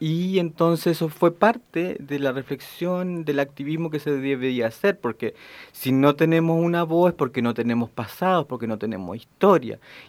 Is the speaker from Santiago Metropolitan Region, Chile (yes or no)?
yes; San Miguel, Santiago Metropolitan Region, Chile; born there; Yo nací en San Miguel.